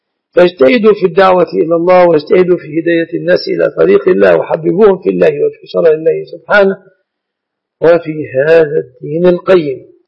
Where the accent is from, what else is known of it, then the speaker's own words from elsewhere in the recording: Egypt; نعتبر أن الذهب من الصداق في بلادنا مصر